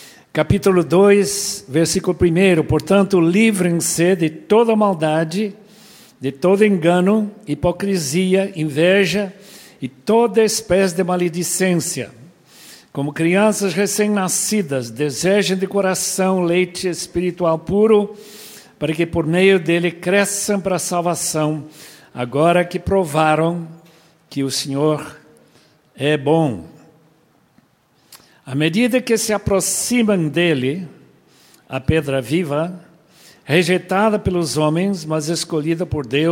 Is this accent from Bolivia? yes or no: yes; Bolivia; Minha história é boliviana. Eu nasci na Bolívia em 1929. Pais americanos que foram para lá no ano 23 do século passado